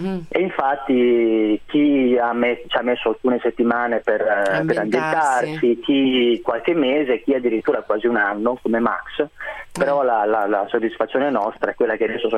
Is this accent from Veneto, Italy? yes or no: yes; Veneto, Italy; Sono veneto.